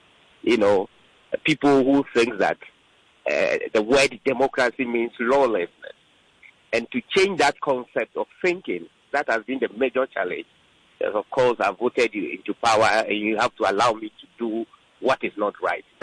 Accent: Ghana; as a Ghanaian, you know, the thinking that, you know, we voted into power, you have to give us a chance to do what is right.

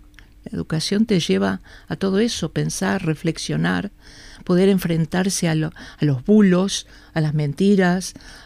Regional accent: Montevideo, Uruguay; yo soy del Prado, vivía con mis padres y un hermano en la calle, Camino Castro se llamaba, Castro y Millán, o sea, casi enfrente de lo que se llegó a llamar el Prado Chico.

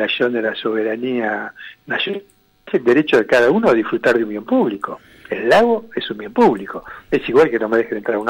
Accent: Buenos Aires, Argentina; born there; soy hijo de laburante, nací en Pompeya

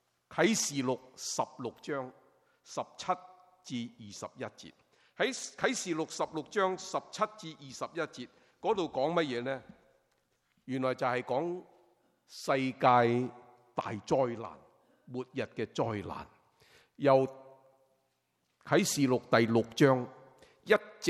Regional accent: China; 我们中国人明白，年晚煎堆越炸怎么样？

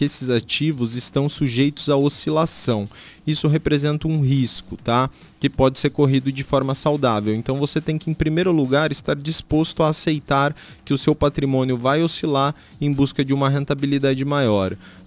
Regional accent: Foz do Iguaçu, Paraná, Brazil; now in Curitiba, Brazil; cresci aqui, né, que eu já moro há tanto tempo em Curitiba que hoje eu já me considero de lá também, mas enfim, cresci em Foz, tenho raízes aqui, tenho famílias, grandes amigos

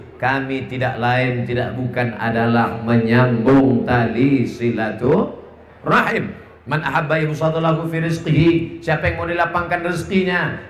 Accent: Riau, Indonesia; Bahkan di kampung halaman saya sendiri, Provinsi Riau, hanya yang saya masuki 12 kabupaten.

